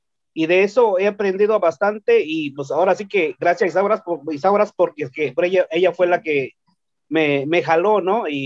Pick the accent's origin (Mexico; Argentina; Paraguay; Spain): Mexico; Oaxaca; Spanish is a second language; soy del estado de Oaxaca, para los que no lo sabían. Y pues el español lo aprendí en la escuela, no lo hablo muy perfecto. Lo que hablo un poquito es más de dialecto, pero también se me está olvidando un poquito. Y hablo un poquito también de inglés